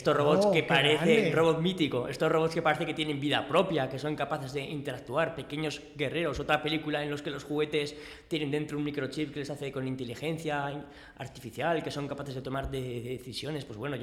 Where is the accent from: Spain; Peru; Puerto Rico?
Spain; Aragon; sí, porque somos